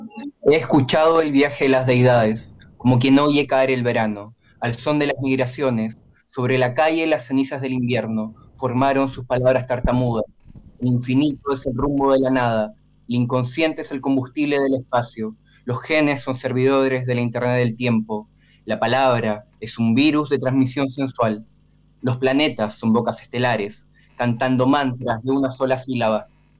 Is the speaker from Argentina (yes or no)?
no; Chile; También soy chileno, y este es un poema que refiere a algo que pasó en Chile.